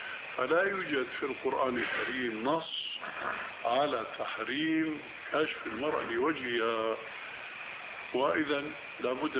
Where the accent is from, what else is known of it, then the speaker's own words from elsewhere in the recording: Syria; ونحن ما قلنا ذلك كما يقولون عندنا بالشام تشليطا